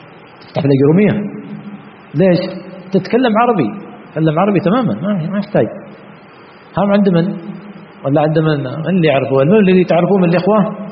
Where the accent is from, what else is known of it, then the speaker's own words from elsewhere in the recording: Yemen; فإذا قلت يعني سطر على الشمال، هذه كلمة عندنا في اليمن تعني أن ما في شيء